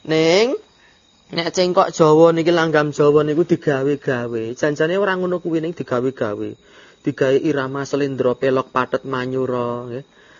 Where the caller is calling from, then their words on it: Klaten, Central Java, Indonesia; Kula pamiyarsa saking Klaten badhe tanglet pripun hukumipun maem sedaya dedaharan